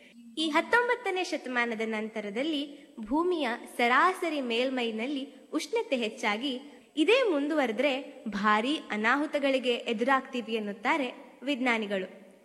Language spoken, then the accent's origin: Kannada; Karnataka, India; ನಾನು ಮೂಲತಃ ಮಲೆನಾಡಿನವಳು. ಅಲ್ಲೇನ್ ಕೇಳ್ತೀರಾ, ದೊಡ್ಡ ದೊಡ್ಡ ಮರಗಳು, ಆ ಮರಗಳ ತಲೆನೇ ಕಾಣೋದಿಲ್ಲ.